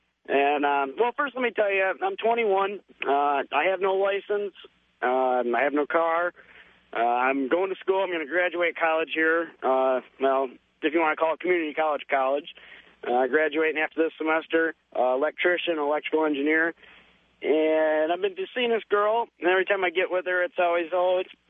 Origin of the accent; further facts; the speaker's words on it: Flint, Michigan, United States; I'm from Flint, and there's not much of a choice around here.